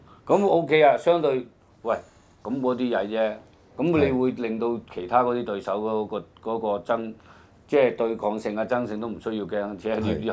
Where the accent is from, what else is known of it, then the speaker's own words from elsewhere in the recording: China; 其實有時我哋身為中國人，我哋有時都有啲即係感慨嘅